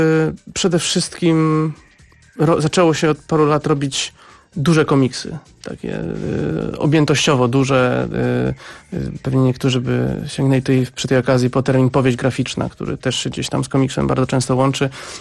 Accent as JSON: {"language": "Polish", "town": "Szczecin", "region": "West Pomeranian Voivodeship", "country": "Poland", "tie": "born or raised there", "said": "Ja jestem ze Szczecina, więc jakoś od razu mnie to zaintrygowało i poczułem jakąś więź przez miasto, w którym oboje się wychowaliśmy."}